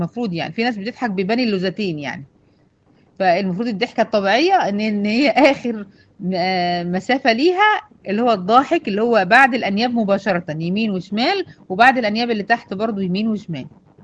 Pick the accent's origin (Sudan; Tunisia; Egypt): Egypt; احنا بنسميها هنا عندنا في مصر ضروس العقل